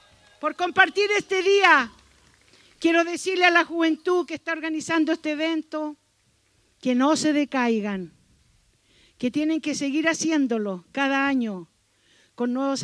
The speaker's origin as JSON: {"language": "Spanish", "country": "Chile", "said": "vamos a vivir una constitución que verdaderamente sea la que nosotros merecemos como pueblo chileno"}